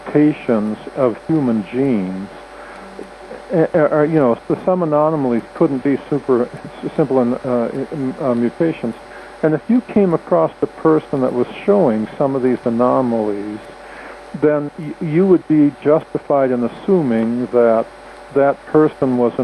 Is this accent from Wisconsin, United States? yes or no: yes; Wisconsin, United States; And even though I grew up in Wisconsin, I was shivering my bum.